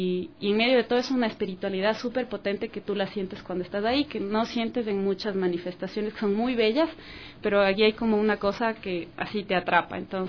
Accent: Quito, Pichincha, Ecuador; Yo nací y crecí en Cotocoyao, ese es mi barrio de toda la vida, pues.

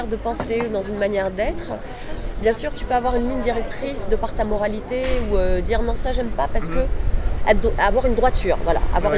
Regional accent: Paris, Île-de-France, France; Je suis née à Paris. C'est vrai que j'ai toujours vécu à Paris. Les amis, l'école, l'éducation, voilà, c'était parisien dans le quartier latin. C'est Saint-Germain-des-Prés.

